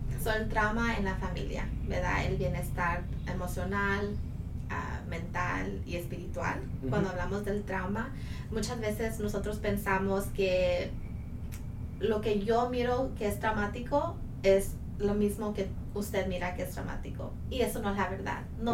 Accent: Tyler, Texas, United States; yo soy aquí de Tyler, mi familia es de México, mi familia es de Guerrero

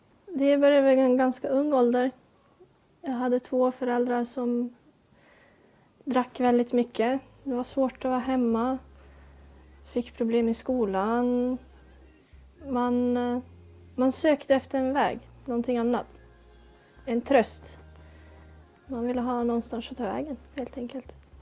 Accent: Norrland, Sweden; Jag var 16 år. Jag bodde inte i Stockholm överhuvudtaget. Jag kommer inte från Stockholm utan jag kommer från norr i landet.

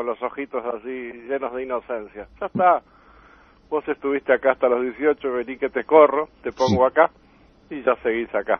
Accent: Uruguay; eso a uno lo apena como uruguayo

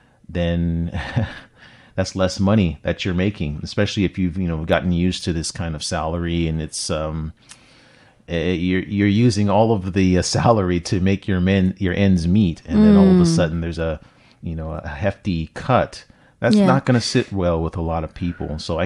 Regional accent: California, United States; And I remember, because I'm from California, and I have a buddy that lived in San Francisco

